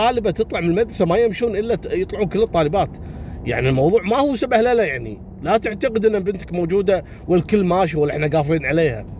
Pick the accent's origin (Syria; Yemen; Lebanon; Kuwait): Kuwait; احنا عندنا في الكويت